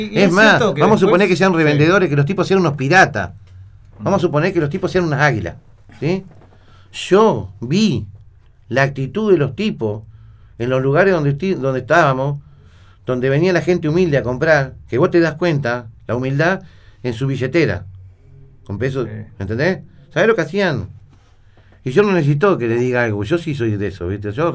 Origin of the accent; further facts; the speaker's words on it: Viedma, Río Negro, Argentina; soy nacido y criado en Viedma y soy cuarta generación de viedmense.